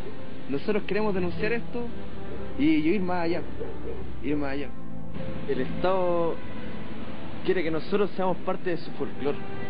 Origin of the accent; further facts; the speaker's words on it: Chile; Nosotros no somos los indígenas de Chile, nosotros somos mapuches. Somos aparte. Somos un pueblo que siempre ha estado aquí, que nació en esta tierra y va a morir aquí.